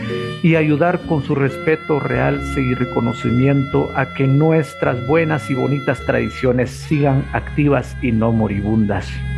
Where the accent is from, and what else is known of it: San Miguel Chicaj, Baja Verapaz, Guatemala; born or raised there